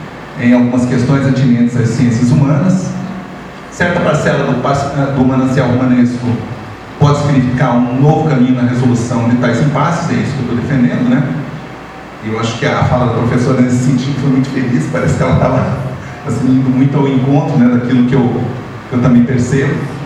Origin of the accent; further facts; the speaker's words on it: Paraná, Brazil; Eu sou paranaense, né?